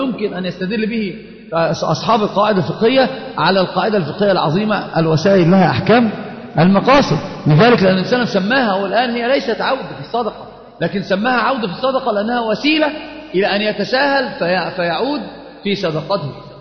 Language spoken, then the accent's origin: Arabic; Egypt; طبعا هي مشهورة جدا عندنا في مصر في العامة